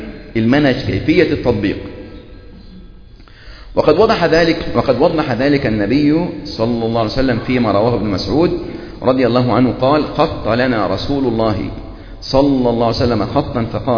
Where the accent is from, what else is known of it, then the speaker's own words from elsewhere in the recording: Egypt; يعني إحنا عندنا في مصر